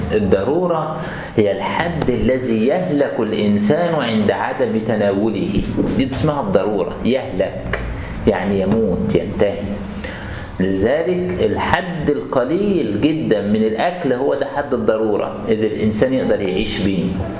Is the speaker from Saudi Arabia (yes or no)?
no; Egypt; ان عندنا في مصر مسألة النساء في المجال الطبي يعني متأخرات شوية